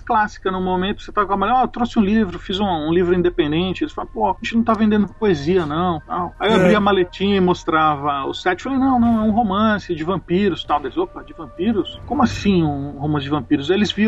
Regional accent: Osasco, São Paulo, Brazil; Ah, eu sou de Osasco, sim.

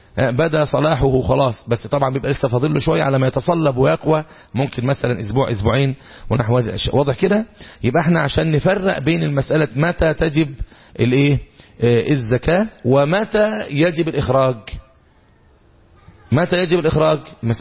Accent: Egypt; بنسميه احنا عندنا في الريف المصري ايه؟ لباني

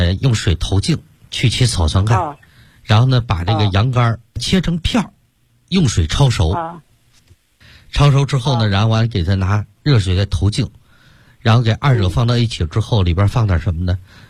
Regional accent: Sichuan, China; 包括现在我们四川人爱吃这个辣的

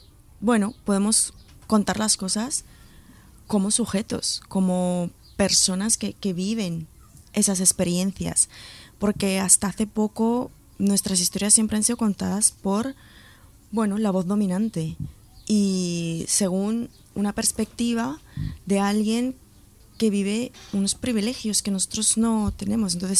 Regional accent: Luzon, Philippines; para mí, que soy filipina, vengo de Luzón, sur para mí es un territorio de valientes

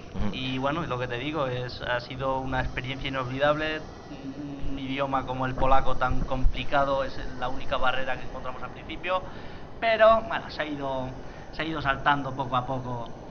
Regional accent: Andorra, Aragon, Spain; also born or lived in Alcañiz / Zaragoza; Tenemos una Andorra en España, que lo sepáis, y yo, bueno, me he criado en Andorra, he vivido en Zaragoza, he nacido en Alcañiz, mis padres son de la otra parte de la provincia de Teruel

